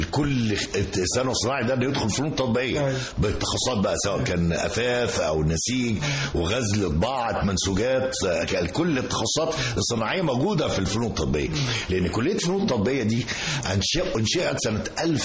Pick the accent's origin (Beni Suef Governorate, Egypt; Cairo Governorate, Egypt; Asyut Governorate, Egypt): Asyut Governorate, Egypt; Asyut; يعني انا من اسيوط